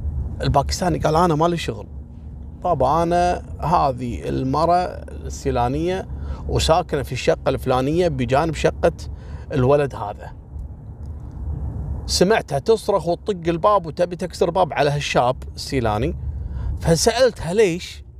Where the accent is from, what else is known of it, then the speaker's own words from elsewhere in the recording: Kuwait; عندنا في الكويت في منطقة الفروانية